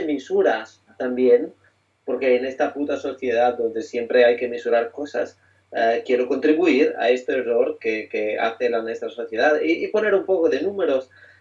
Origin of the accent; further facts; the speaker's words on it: Italy; Spanish is a second language; yo que vengo de un contexto muy diferente, soy italiano